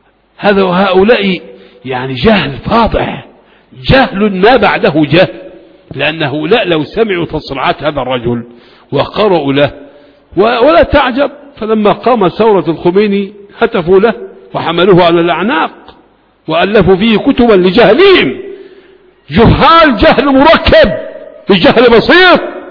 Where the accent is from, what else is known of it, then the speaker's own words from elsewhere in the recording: Faqous, Sharqia Governorate, Egypt; كان يسكن بلدتي في هربيط مركز أبو كبير، ويأتي إلى بلدنا فاقوس